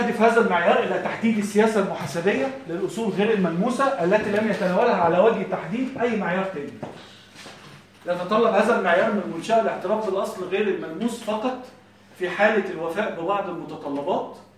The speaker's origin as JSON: {"language": "Arabic", "country": "Egypt", "said": "مثلا احنا عندنا في مصر هنا في"}